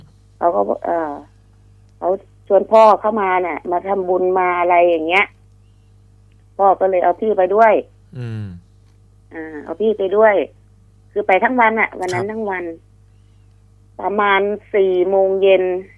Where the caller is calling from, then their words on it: Taling Chan, Bangkok, Thailand; ตลิ่งชันค่ะ